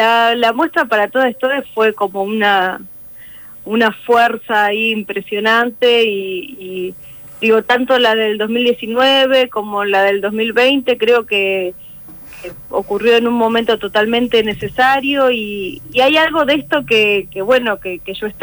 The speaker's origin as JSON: {"language": "Spanish", "town": "Pergamino", "region": "Buenos Aires Province", "country": "Argentina", "tie": "born or raised there", "said": "yo soy de Pergamino, y como ahí que maíz, ahí, digamos, me crié a media cuadra de campo"}